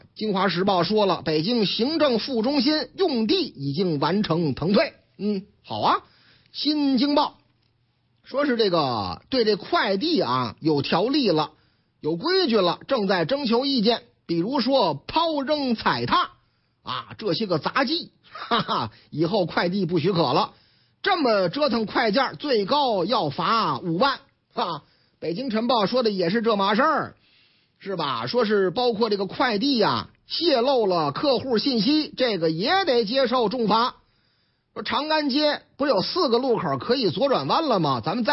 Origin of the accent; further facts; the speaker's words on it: Linyi, Shandong, China; 东临沂那是革命老区啊，推行村居干部、村委会、居委会干部经济责任审计，嗯，太好了，太好了！你看我老家是不是革命老区做出表率了吗？